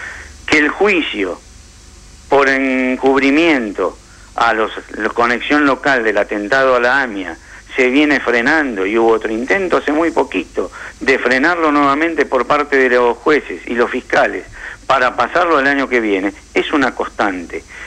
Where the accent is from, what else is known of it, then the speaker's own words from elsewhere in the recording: Argentina; yo soy argentino y judío.